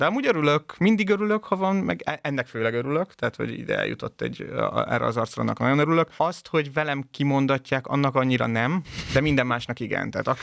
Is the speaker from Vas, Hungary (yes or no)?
yes; Szombathely, Vas, Hungary; mondjuk Szombathelyen, ahonnan én származom